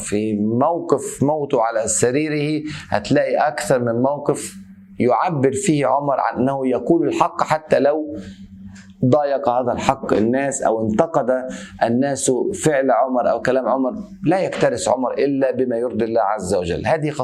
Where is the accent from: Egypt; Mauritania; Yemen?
Egypt; زي بيقولوا عندنا في مصر